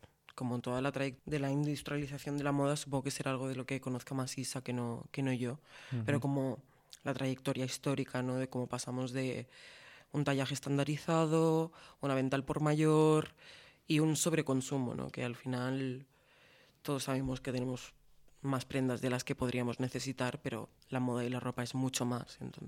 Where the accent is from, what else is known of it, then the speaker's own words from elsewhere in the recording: Balearic Islands, Spain; now in Granada, Spain; Yo soy de Mallorca y al venir a Granada a vivir hace ya 6 años